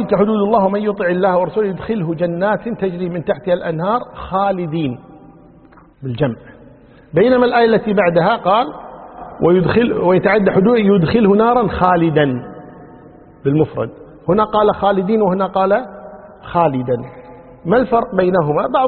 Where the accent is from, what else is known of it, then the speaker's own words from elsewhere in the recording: Kuwait; يعني عندنا في الكويت عن طريق وزارة العدل عرفوا الزواج الثاني